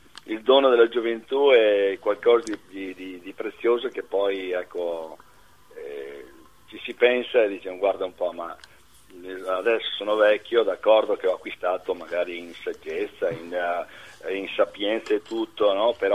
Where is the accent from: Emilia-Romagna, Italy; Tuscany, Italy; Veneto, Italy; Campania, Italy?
Veneto, Italy; Villadose; moved away as an adult; now in Milan, Italy; Allora, io sono nato precisamente a Villadose, in provincia di Rovigo.